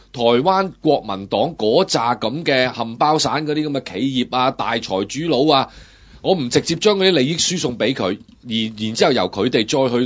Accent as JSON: {"language": "Cantonese", "country": "Hong Kong", "said": "其實我哋香港人係好撚熟悉嘅，就係好簡單。"}